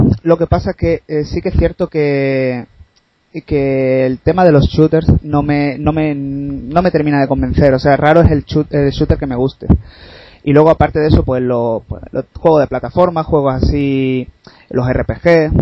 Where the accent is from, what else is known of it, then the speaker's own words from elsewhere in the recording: Málaga, Andalusia, Spain; Pues nada, yo soy de Málaga, ¿vale?